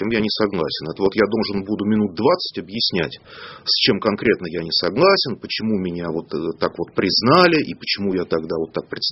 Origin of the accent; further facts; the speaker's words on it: Berendeyevka, Russia; А вот в моей родной деревне Берендеевка